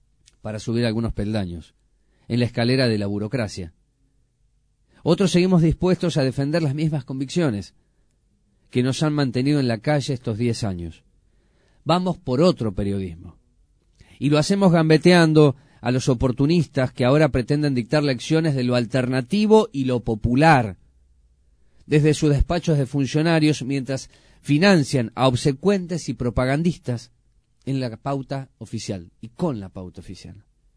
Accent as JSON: {"language": "Spanish", "town": "Lomas de Zamora", "region": "Buenos Aires Province", "country": "Argentina", "said": "Somos de Lomas de Zamora. Aquí arrancamos con este colectivo de papel. Ahí nos conocimos una década atrás en el tiempo. Nos reconocemos como parte de esta zona del conurbano bonaerense."}